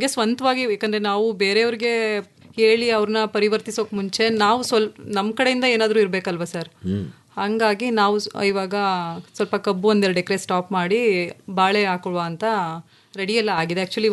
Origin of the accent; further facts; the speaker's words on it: Chandagalu, Karnataka, India; ನಮ್ಮ ಹುಟ್ಟೂರು ಚಂದಗಾಲು ಸರ್.